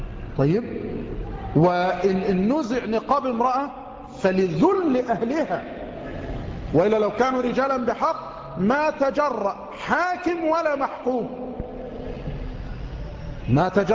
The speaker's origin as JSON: {"language": "Arabic", "country": "Egypt", "said": "بل عندنا في مصر"}